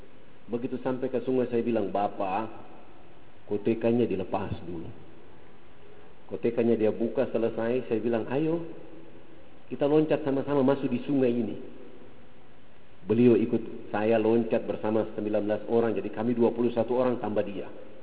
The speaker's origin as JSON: {"language": "Indonesian", "region": "Papua", "country": "Indonesia", "said": "Rambut kami orang Irian itu kalau belum kena air dengan sampo, itu rambut tenang-tenang saja."}